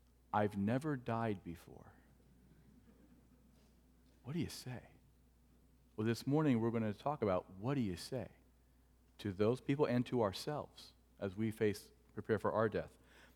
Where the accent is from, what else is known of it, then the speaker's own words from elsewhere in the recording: Cleveland, Ohio, United States; In fact, growing up in Cleveland, Cleveland sports is my number one argument for God's existence.